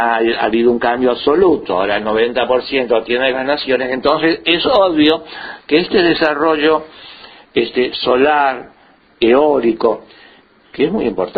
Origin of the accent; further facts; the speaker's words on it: Argentina; Como los argentinos nos hemos quedado sin renta petrolera por la privatización, no tenemos ni investigación ni inversión petrolera